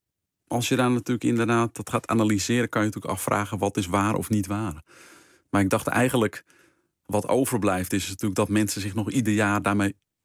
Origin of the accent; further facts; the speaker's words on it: North Holland, Netherlands; meer geïnteresseerd raakte ook in het gebied rondom dat dorp waar ik opgroeide. En ik weet nog in Egmond aan de Hoek bijvoorbeeld